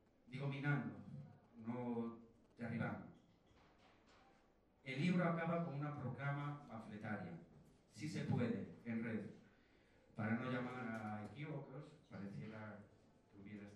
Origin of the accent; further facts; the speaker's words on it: Viveiro, Galicia, Spain; born there; Viveiro, el pueblo donde yo nací, allí hicieron una clínica privada